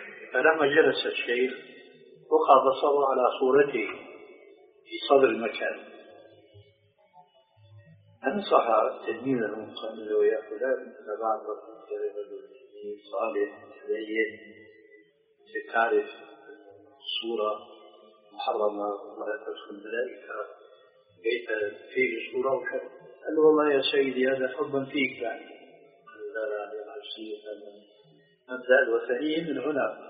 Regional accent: Damascus, Damascus Governorate, Syria; مرة صاحبني إنشاد دمشقي مثلي

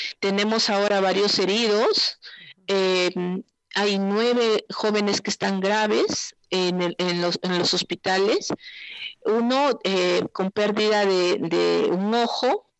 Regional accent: Cajamarca, Peru; de acá de Cajamarca, de donde yo soy

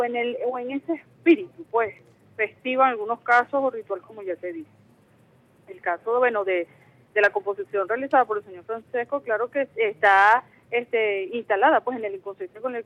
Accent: Venezuela; también somos venezolanos y venezolanas, pues que somos parte de ese gran ejército defensor, pues, del patrimonio cultural venezolano.

